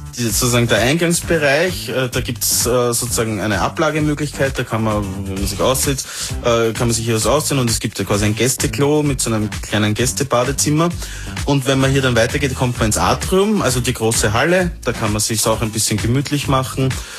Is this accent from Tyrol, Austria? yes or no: yes; Tyrol, Austria; Und komme von ziemlich weit weg. Ich bin ziemlich weit gefahren aus der Nähe von Innsbruck.